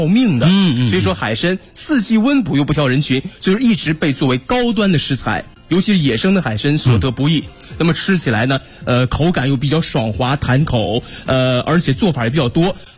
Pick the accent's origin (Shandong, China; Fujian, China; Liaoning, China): Liaoning, China; Dalian; 刚刚说了我的家乡是大连，我的家乡有一样特产特别受大家青睐